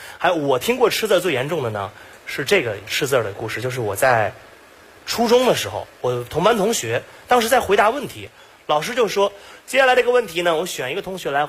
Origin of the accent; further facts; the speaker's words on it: Beijing, China; 各位好，哎，我是一个土生土长的北京人